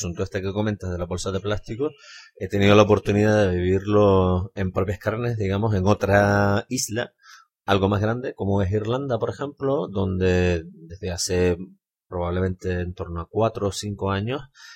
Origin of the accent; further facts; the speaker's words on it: Canary Islands, Spain; somos los canarios los que tenemos que hacernos cargo de los residuos de la población de hecho y de derecho que vive en las islas